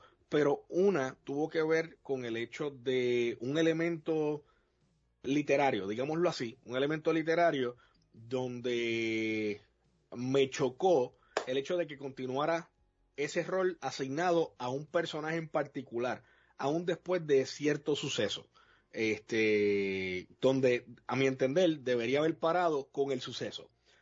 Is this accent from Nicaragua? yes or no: no; Puerto Rico; nosotros somos de Puerto Rico, pero nuestra comunidad es internacional